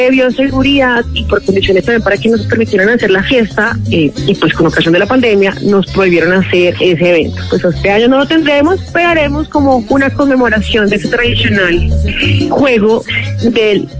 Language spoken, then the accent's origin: Spanish; Bogotá, Colombia; Sí, yo soy de Bogotá, vivo hace más de 20 años en nuestra querida localidad, acá en el barrio La Catedral.